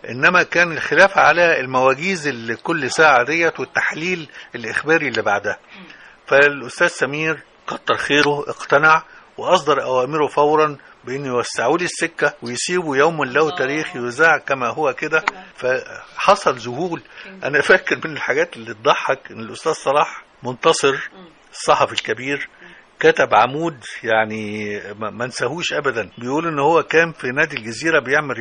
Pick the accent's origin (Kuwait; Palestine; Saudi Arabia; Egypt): Egypt; Damanhur, Beheira; وأنا من شبرا على فكرة، شبرا دمنهور